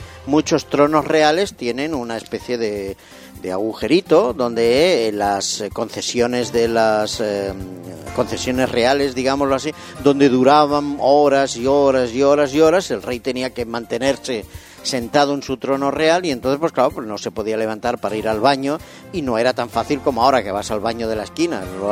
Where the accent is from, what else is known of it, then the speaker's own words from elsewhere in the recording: Barcelona, Catalonia, Spain; Ah, los he visto cuando era pequeño en Barcelona.